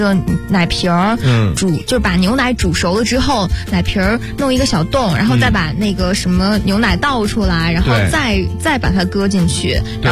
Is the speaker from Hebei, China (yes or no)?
yes; Hebei, China; 有的时候回老家，因为我是河北人嘛